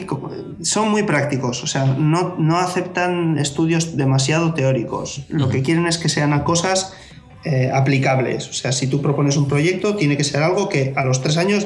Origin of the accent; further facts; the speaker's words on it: Basque Country, Spain; now in Aalborg, Denmark; Igual para nosotros que venimos de España no tanto, aunque en Euskadi también son caros los pisos